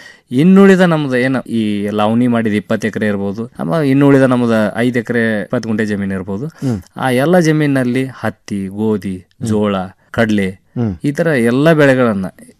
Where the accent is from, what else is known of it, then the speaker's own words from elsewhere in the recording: Morab, Karnataka, India; ನಾವು ಮೂಲತಃ ಧಾರವಾಡ ಜಿಲ್ಲಾ ನವಲಗುಂದ ತಾಲೂಕು ಮೊರಬ ಗ್ರಾಮದ